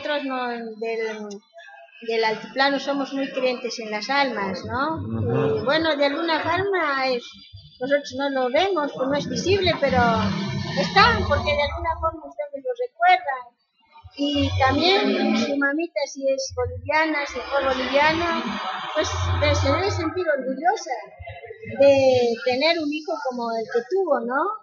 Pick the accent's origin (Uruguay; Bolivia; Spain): Uruguay; Yo soy, no voy a decir que soy uruguaya, pero parte de mi vida, yo vine muy jovencita. Entonces me crié acá, ¿no?